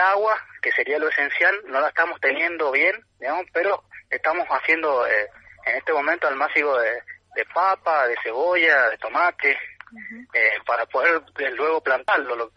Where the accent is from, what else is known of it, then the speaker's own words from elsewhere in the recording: Mendoza, Argentina; Nosotros somos de Tupungato, de Coronel Tata, acá de Tunuyán